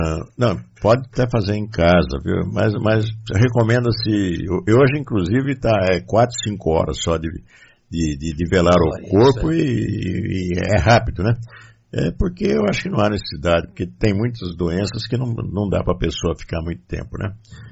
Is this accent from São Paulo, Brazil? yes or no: yes; São Paulo, Brazil; Nós, como paulistas, estamos em minoria aqui hoje.